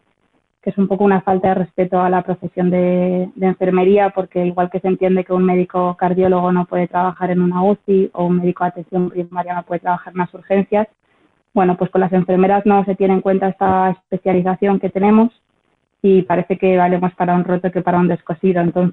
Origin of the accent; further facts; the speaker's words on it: Madrid, Community of Madrid, Spain; now in Bristol, United Kingdom; soy una enfermera de Madrid y actualmente me encuentro viviendo y trabajando en Bristol, en un hospital en Inglaterra.